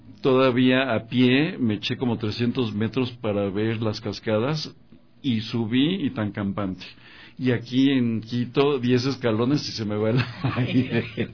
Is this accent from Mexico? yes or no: yes; Mexico; now in Ecuador; cuando hablo con la gente y saben que soy mexicano